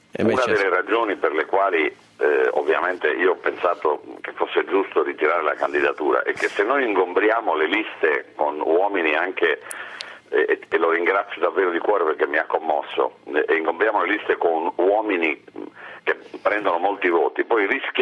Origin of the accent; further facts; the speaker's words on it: Apulia, Italy; sono le cose che mi hanno generato, che mi hanno dato entusiasmo, che sono la mia terra, la mia regione.